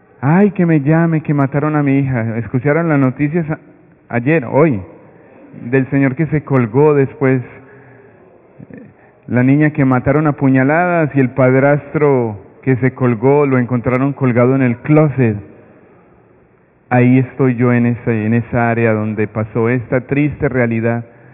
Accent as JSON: {"language": "Spanish", "town": "Medellín", "region": "Antioquia", "country": "Colombia", "lives_now": "Brooklyn, United States", "said": "soy de Medellín, Colombia, pero yo trabajo en la iglesia de Santa Rita, en Brooklyn, y ya hace 6 años estoy por acá."}